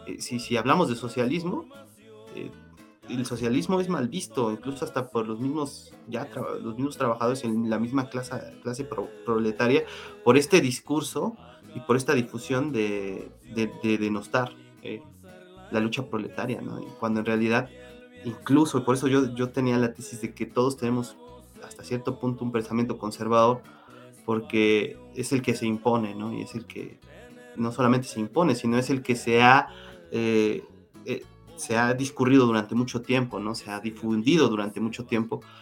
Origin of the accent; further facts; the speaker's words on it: Mexico; Somos mexicanos, y eso se tiene que, no tenemos que olvidar, ¿no?